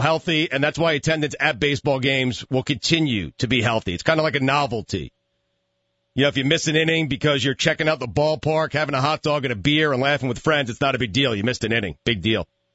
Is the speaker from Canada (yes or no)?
no; Northeast, United States; I'm a baseball junkie. I'm from the Northeast.